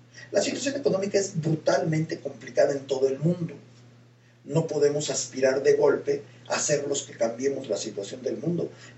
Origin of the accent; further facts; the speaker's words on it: Mexico; hoy tenemos que valorar como mexicanos muy bien el momento en el que estamos